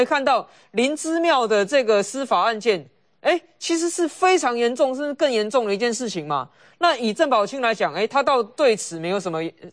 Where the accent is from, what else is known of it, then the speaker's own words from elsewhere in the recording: Taipei, Taiwan; 以我一个台北市的角度来看，桃园市现在发展的机会是我们台北人梦寐以求而不可得的啊。